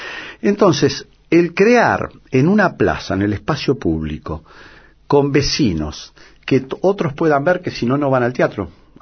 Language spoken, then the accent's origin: Spanish; Uruguay; now in Buenos Aires, Argentina; Los uruguayos piensan que soy porteño, los porteños que soy uruguayo, porque claro, la mitad de mi vida ha estado acá, mis hijas están acá. Yo no, yo políticamente y históricamente me reconozco como oriental